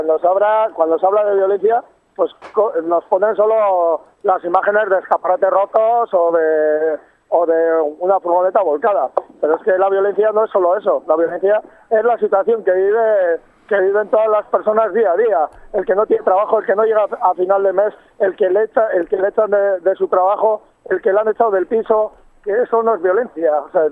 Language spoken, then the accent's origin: Spanish; Basauri, Basque Country, Spain; Yo soy basauritarra, soy de Basauri.